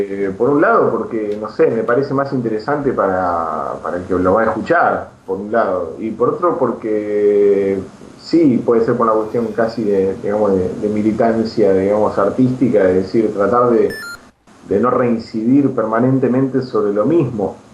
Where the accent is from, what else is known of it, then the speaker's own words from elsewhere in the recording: La Plata, Buenos Aires Province, Argentina; now in Buenos Aires, Argentina; Pero bueno, también cuando me vine a Buenos Aires, yo soy de La Plata, ¿no?